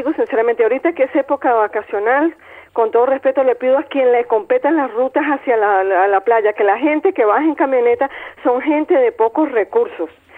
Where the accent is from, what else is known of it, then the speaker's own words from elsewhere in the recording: Venezuela; somos todos venezolanos, esta es nuestra ciudad.